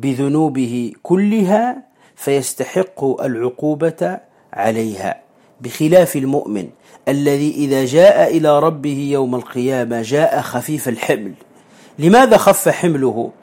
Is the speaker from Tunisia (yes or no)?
yes; Tunisia; ونسميه عندنا في تونس الزقوقو